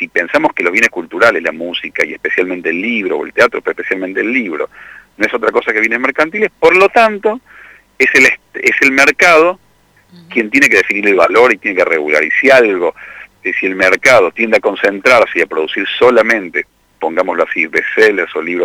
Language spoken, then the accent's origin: Spanish; Córdoba, Argentina; now in Buenos Aires, Argentina; yo soy cordobés, ¿no? Y, si bien vivo en Buenos Aires